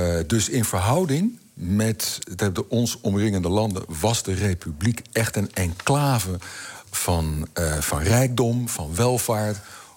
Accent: Amstelveen, North Holland, Netherlands; born there; now in Zwolle, Netherlands; Ik ben geboren in Amstelveen. En heb nou een heel pril wortelstelsel in Zwolle opgebouwd, waar ik bijna 20 jaar woon.

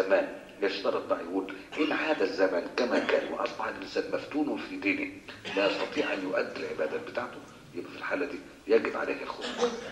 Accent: Egypt; احنا عندنا في مصر ما فيش الكلام ده

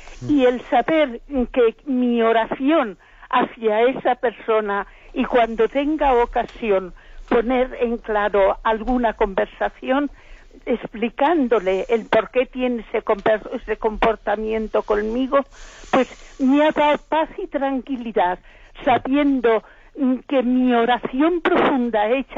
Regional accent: Basque Country, Spain; Mire, soy del País Vasco. Sí. Estoy en el País Vasco.

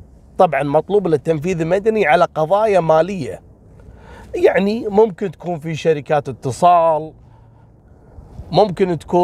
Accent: Kuwait; القصة هذه حصلت عندنا في الكويت عام 2019

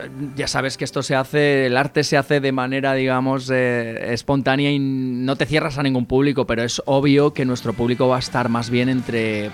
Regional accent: Spain; mira, soy español, no tengo nada en contra de este tipo de músicas

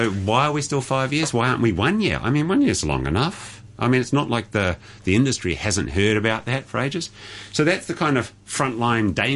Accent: New Zealand; The fun thing as a Kiwi angle was, is these, and I put a post on my own Facebook page, is there's all these plastic milk cartons there. From New Zealand.

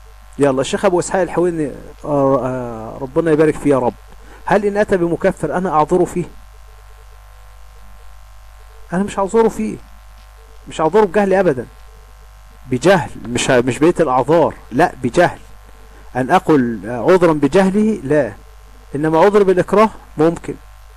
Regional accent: Egypt; اللي هم عندنا في مصر يقول لك إيه ده

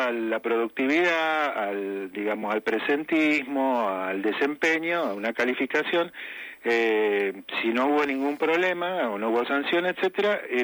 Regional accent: Patagonia, Argentina; soy de la Patagonia, vivo en Comodoro Rivadavia, Chubut, que se cobra un diferencial por zona también

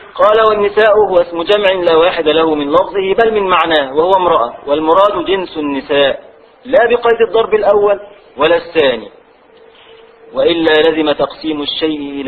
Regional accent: Egypt; عندنا في مصر نقول له ولا، يعني تعالى يا ولد ولد، فنحذف الدال

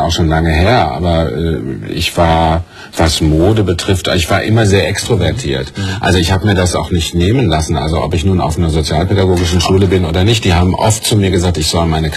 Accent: Mülheim an der Ruhr, North Rhine-Westphalia, Germany; born there; Ich bin ja geboren in Mühl am Ruhr.

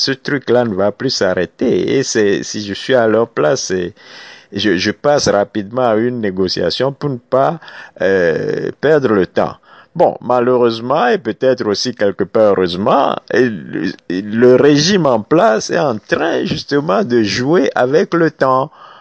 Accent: Togo; Ben, allez, en tant que Togolais

